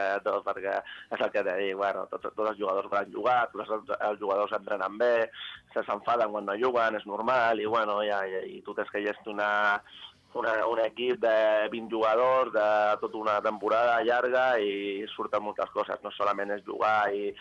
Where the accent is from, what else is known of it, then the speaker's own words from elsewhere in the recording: Rubí, Catalonia, Spain; vaig començar al Rubí, que vas estar 2 anys, que és l'equip del meu poble